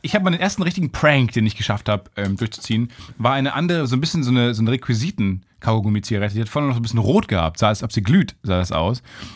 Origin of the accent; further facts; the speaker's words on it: Kamen, North Rhine-Westphalia, Germany; wenn in Kamen zum Beispiel, in meiner Heimat...